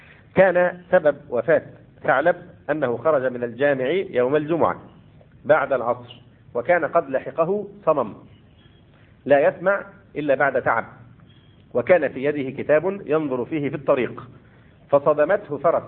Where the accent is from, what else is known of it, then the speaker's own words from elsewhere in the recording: Egypt; وربما الأمر هنا عندنا في مصر أخف